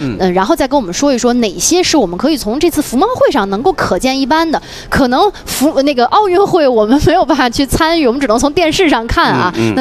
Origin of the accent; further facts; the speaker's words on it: China; 就是作为中国人，我觉得我们现在就特别自豪那感觉，